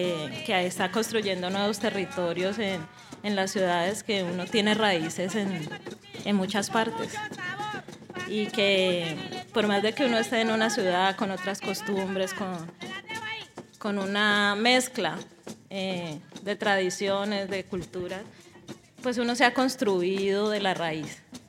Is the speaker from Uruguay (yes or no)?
no; Cali, Valle del Cauca, Colombia; yo nací en Cali, mi mamá nació en Cali y mi papá nació en López de Mincali. Y yo podría decir que me siento muy caleña